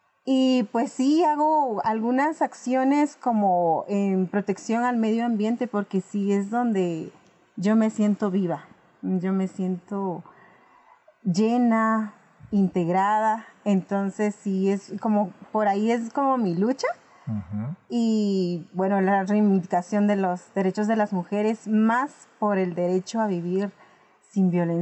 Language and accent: Spanish; Chimaltenango, Guatemala; Yo pertenezco del departamento de Chimaltenango, específicamente del municipio de Patzún. Es un clima muy frío. Y pues soy maya cachiquel.